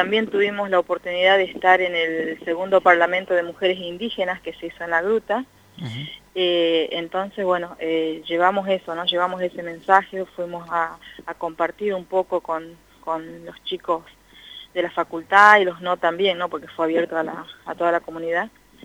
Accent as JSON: {"language": "Spanish", "town": "Orán", "region": "Salta", "country": "Argentina", "lives_now": "General Pico, Argentina", "said": "yo soy quechua, aba guaraní, o sea, tengo mi mamá quechua, mi papá aba guaraní. Soy de Salta, de Orán precisamente, pero estoy viviendo en General Pico hace ya 18 años."}